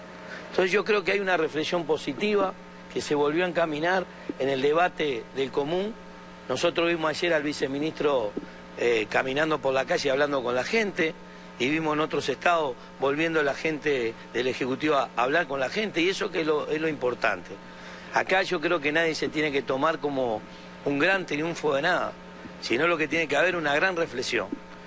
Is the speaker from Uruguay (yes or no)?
yes; Uruguay; Porque los compañeros que venimos de Uruguay nos sentimos reconfortados